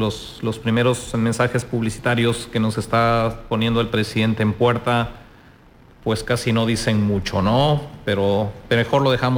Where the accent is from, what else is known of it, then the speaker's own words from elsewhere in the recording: Peru; Yo soy de origen peruano.